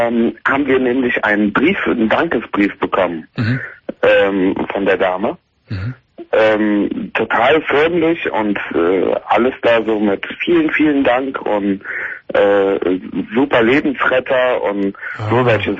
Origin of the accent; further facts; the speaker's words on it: Siegen, North Rhine-Westphalia, Germany; Also ich komme hier aus den Richtung Siegen, die Ecke. Und da ist alles sehr ländlich und alles.